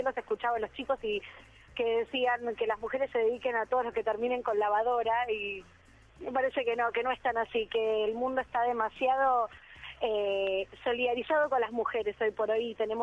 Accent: Pinamar, Buenos Aires Province, Argentina; Yo crecí en Pinamar, con mi familia

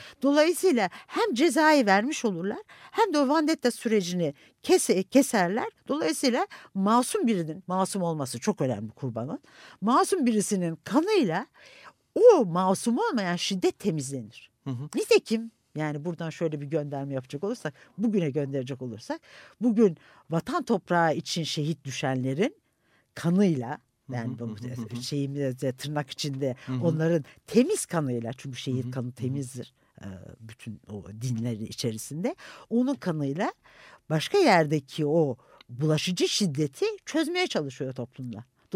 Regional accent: Konya, Turkey; Yani benim çocukluğumda ben Konya doğumluyum. Çocukluğumda çok iyi hatırlıyorum.

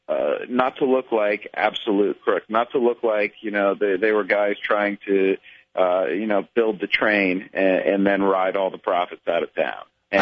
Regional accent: Cleveland, Ohio, United States; I grew up in Cleveland, so I was there during the heyday of those Indians teams

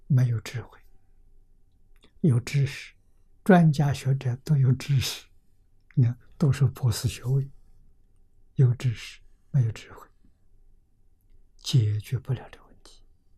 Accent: Lujiang, Anhui, China; 在我的老家安徽庐江，啊，有个小镇叫汤池小镇

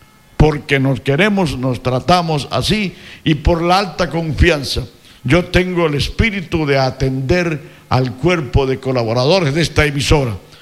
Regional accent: Ecuador; Somos ecuatorianos

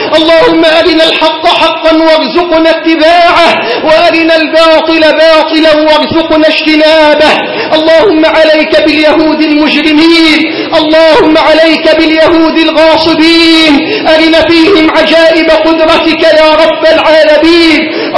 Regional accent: Egypt; اللهم احفظ بلدنا مصر من كل سوء

